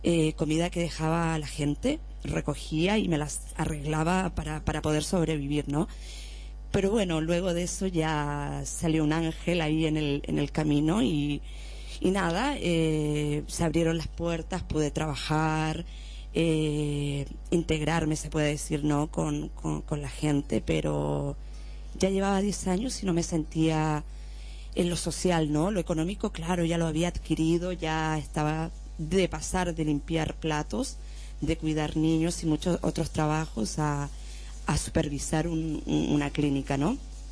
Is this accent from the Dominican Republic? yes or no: no; Chile; moved away; Y siempre, siempre, desde que salí de Chile, con la idea de legalizarme para poder viajar